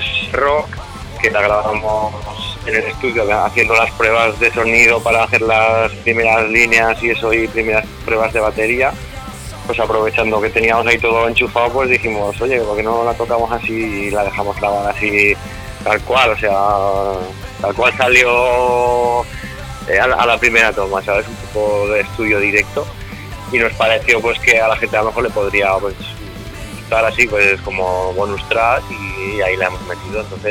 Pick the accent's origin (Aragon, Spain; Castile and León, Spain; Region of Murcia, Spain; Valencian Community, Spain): Aragon, Spain; Teruel; tenemos canciones en catalán, porque aquí nosotros somos de aquí de Teruel, pero en nuestra zona, que es la Franja, es como que se habla pues ese idioma catalán, chapurreo, que quieren llamar algunos